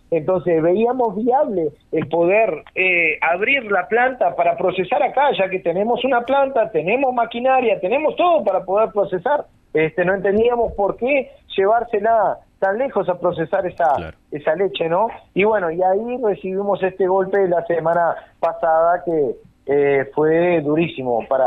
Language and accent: Spanish; Rivera, Uruguay; Somos personas que hace muchos años trabajamos acá en esta planta, somos nacidos, criados acá en Rivera